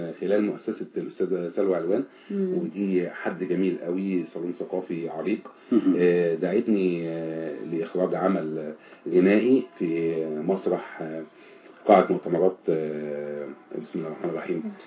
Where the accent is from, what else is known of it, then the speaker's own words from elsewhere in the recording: Egypt; احنا ما نقدرش نتشتت، احنا مصريين، احنا معجونين في التراب ده